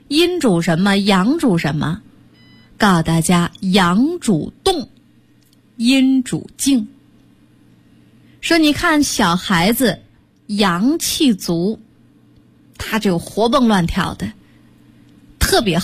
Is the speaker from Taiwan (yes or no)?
no; China; 就像我们中国人拿这个筷子，大家吃饭都拿这筷子，是不是？